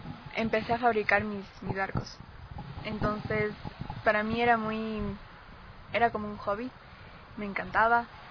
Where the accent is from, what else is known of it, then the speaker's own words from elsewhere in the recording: Pichincha, Ecuador; born there; nací en Pichincha, estudio en Tumbaco.